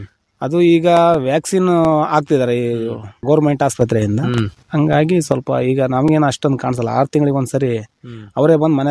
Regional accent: Pujarahalli, Karnataka, India; ಇಲ್ಲ ಸರ್, ನಮ್ಮ ಸ್ವಂತ ಊರು ಪೂಜಾರಳ್ಳಿನೇ. ನಾವು ಅಲ್ಲಿ ರೈತರು

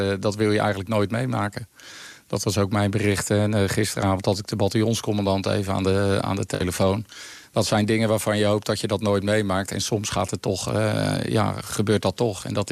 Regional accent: Netherlands; En daar zijn we eigenlijk als Nederlanders ook heel erg goed in.

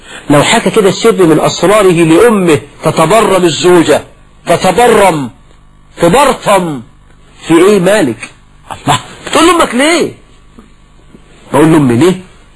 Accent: Egypt; ده مثلا عندنا في مصر. ويقول لك ربي يا خيبة للغيبة، ده مثل برضه مصري.

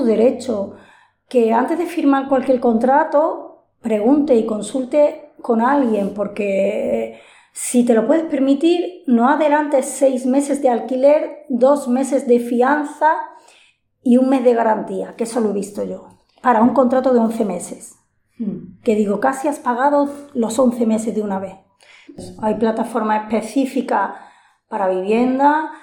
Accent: Spain; española, me genera mucha rabia, pero sobre todo me genera muchísima vergüenza.

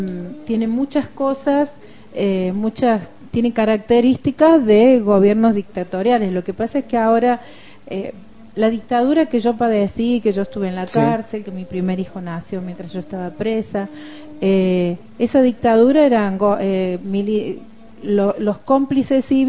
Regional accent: Córdoba, Argentina; Yo soy cordobesa, nací en Córdoba. Córdoba está dentro de un país que se llama Argentina, y Argentina está dentro de un continente que se llama América Latina. Yo me siento latinoamericana.

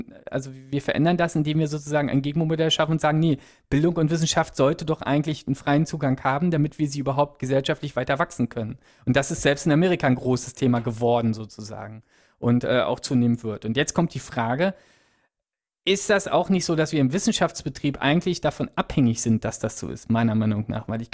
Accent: Berlin, Germany; also Berlin ist meine Heimatstadt, deswegen höre ich immer noch Berliner Radio sehr viel

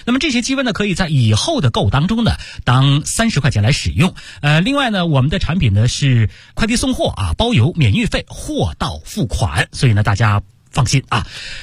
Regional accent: Beijing, China; 尤其咱们北京人呢又特别爱喝茉莉花茶。

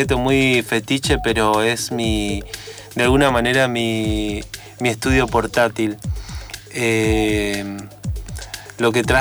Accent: Resistencia, Chaco, Argentina; Yo vengo de un barrio del Chaco de Resistencia que se llama Villa del Carmen, si te referís a mis orígenes.

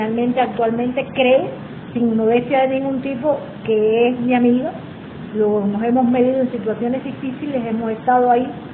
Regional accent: Cuba; Y como cualquier cubano más, significa lo mismo que creo que para la mayoría.

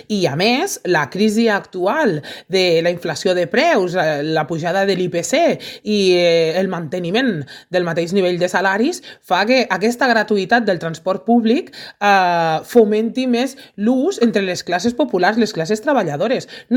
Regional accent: Lleida, Catalonia, Spain; La gent que venim de Lleida no tenim una alternativa mitjançant el tren convencional

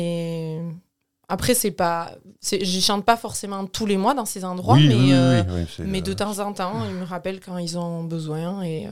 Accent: Hendaye, Nouvelle-Aquitaine, France; now in Cambo-les-Bains, France; je suis originaire d'Andaye, mais j'habite à Cambo-les-Bains depuis 4 ans bientôt.

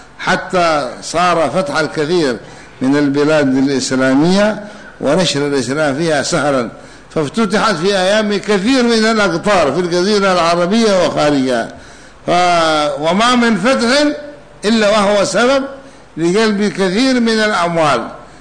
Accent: Hadhramaut, Yemen; ولهذا جرت العادة عندنا في حضرموت وفي اليمن أنهم يقرؤون الفاتحة لكل شيء

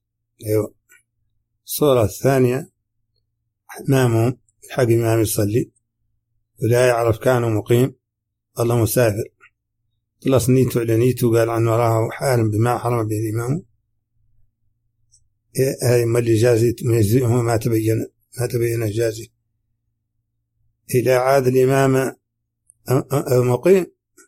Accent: Mauritania; accent: Hassaniya; هذه ترجمة كلمات من لهجتنا الحسانية وردت في هذا الشريط

